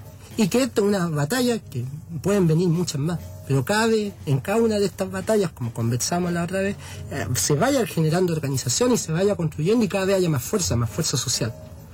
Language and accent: Spanish; Chile; now in La Plata, Argentina; la gran parte somos chilenos